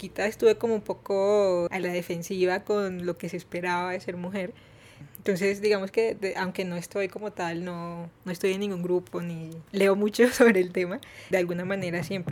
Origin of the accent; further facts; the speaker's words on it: Barranquilla, Atlántico, Colombia; soy de Barranquilla.